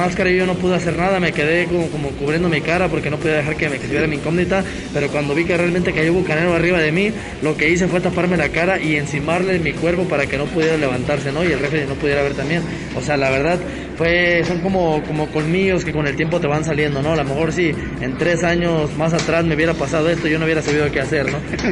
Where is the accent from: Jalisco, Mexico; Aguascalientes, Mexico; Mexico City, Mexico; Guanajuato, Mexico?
Jalisco, Mexico; Guadalajara; me atrevo a decir que aquí Guadalajara, Jalisco es mi tierra